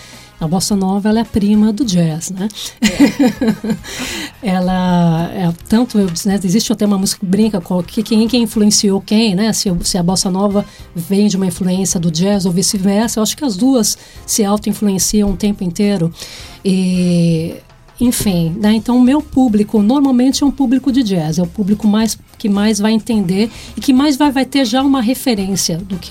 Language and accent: Portuguese; São Paulo, Brazil; also born or lived in Bahia; now in Australia; Eu sou nascida e criada em São Paulo, né? Capital, né? Paulistana. Nascida na Avenida Paulista, para ser bem exata. Mas eu morei na Bahia antes de sair do Brasil.